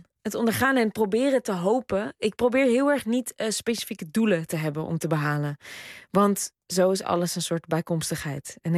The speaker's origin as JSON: {"language": "Dutch", "country": "Netherlands", "tie": "born or raised there", "said": "ik kom uit een dorp. Dus ik hou ook heel veel van Nederland. En ik kom echt uit een idyllisch Nederlands dorp, waar ik echt met heel veel blijheid en vrijheid ben opgegroeid."}